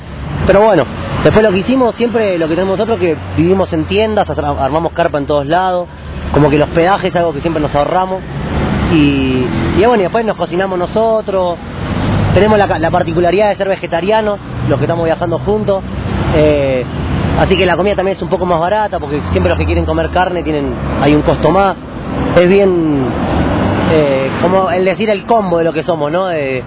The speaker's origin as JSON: {"language": "Spanish", "town": "Bernal", "region": "Buenos Aires Province", "country": "Argentina", "said": "Soy de Bernal, al sur de la capital de Buenos Aires."}